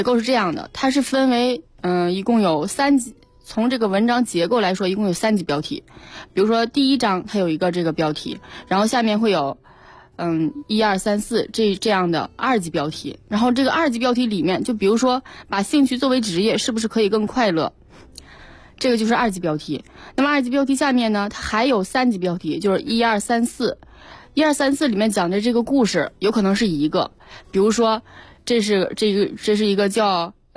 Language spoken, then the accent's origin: Chinese; Northeast China, China; 因为我们家是东北的，